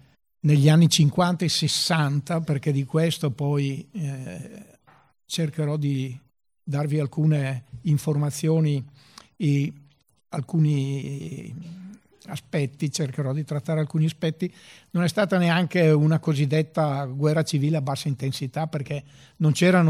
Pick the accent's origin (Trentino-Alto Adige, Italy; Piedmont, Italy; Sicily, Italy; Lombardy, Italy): Lombardy, Italy; Brescia; Io sono bresciano, come avrete capito